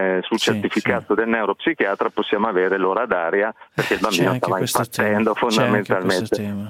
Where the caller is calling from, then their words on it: Brescia, Lombardy, Italy; chiamo da, come avete detto, da Brescia.